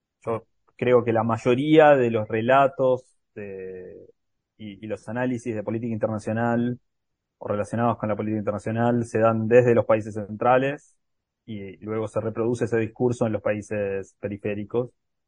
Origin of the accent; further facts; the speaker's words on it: Argentina; Y también desde el sur y desde nuestros propios problemas como argentinos